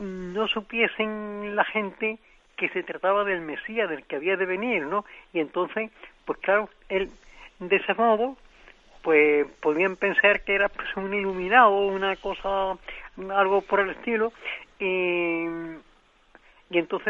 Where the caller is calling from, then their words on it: Seville, Andalusia, Spain; Mire, soy de Sevilla.